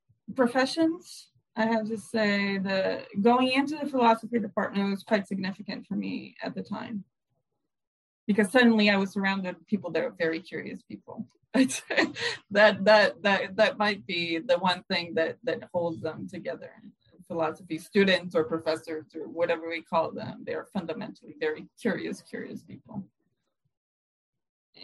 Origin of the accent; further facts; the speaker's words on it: Brazil; But I've been happy to be Brazilian. You know, whenever you go anywhere and you say, oh, I'm from Brazil